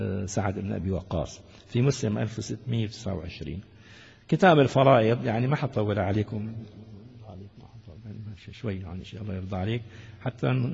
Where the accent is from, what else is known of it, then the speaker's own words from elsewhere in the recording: Damascus Governorate, Syria; دعاني مرة أحدهم في إربيل من أهل الميدان عندنا في الشام